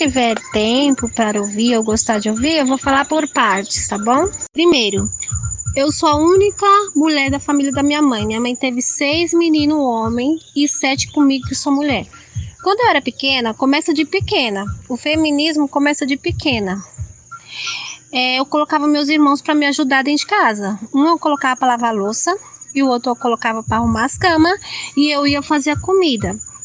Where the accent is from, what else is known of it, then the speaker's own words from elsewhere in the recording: São Paulo, Brazil; Aí eu não acostumei com essa possibilidade, porque eu nasci e cresci em São Paulo.